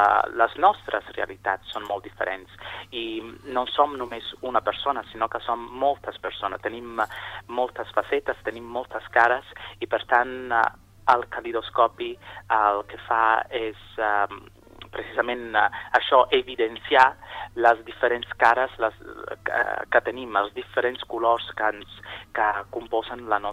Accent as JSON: {"language": "Catalan", "region": "Sicily", "country": "Italy", "tie": "born or raised there", "said": "Doncs soc originari de Sicília. Vaig viure la meva infància en aquesta illa preciosa del Mediterrani."}